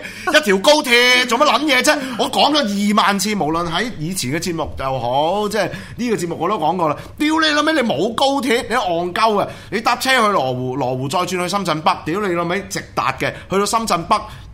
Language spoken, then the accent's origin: Cantonese; Hong Kong; 本地我哋香港人有香港嘅咖喱嘅。